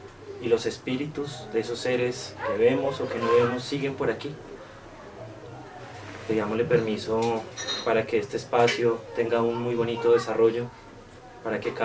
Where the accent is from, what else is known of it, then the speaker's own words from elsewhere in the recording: Pachavita, Boyacá, Colombia; Originario de Pachavita, Boyacá soy. Yo vengo del suroriente de Boyacá, para quienes conocen esa hermosa región.